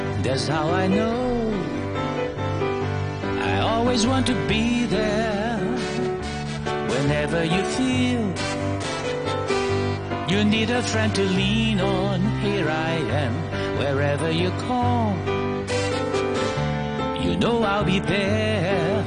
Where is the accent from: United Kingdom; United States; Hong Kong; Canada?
Hong Kong; 我们香港人最熟悉的电影叫做《油脂》